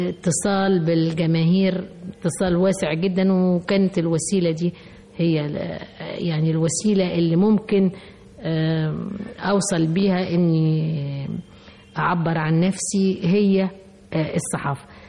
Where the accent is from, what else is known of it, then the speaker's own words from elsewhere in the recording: Mansoura, Dakahlia, Egypt; ده ابن عمتي لان احنا من المنصورة